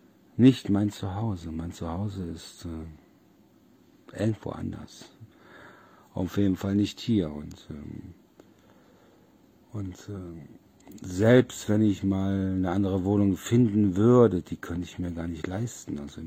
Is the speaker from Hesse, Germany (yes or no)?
no; Solingen, North Rhine-Westphalia, Germany; now in Oldenburg, Germany; ich komme ja aus Solingen und wo ich hier damals aus Nordrhein-Westfalen hier runtergezogen bin